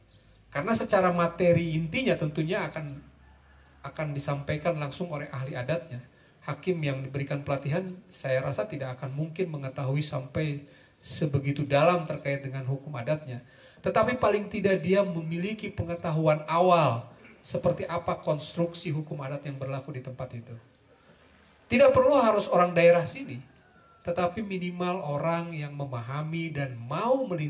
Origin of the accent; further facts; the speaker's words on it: Java, Indonesia; Saya ketika di Aceh pun orang kaget, saya orang Jawa.